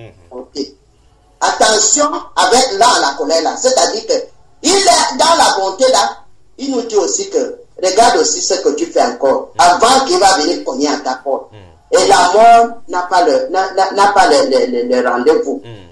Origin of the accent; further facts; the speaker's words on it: Gabon; Comment je ne dis pas les gens que je suis venu du Gabon